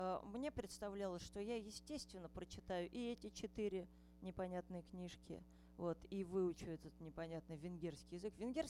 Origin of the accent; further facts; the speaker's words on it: Ryazan, Ryazan Oblast, Russia; я из Рязани.